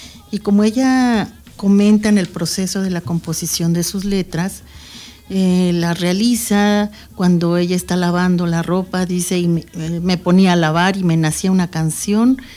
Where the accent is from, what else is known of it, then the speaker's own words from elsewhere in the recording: San Cayetano, Bolívar, Colombia; siempre he vivido en mi pueblo, San Cayetano, pero no sé escribir ni leer.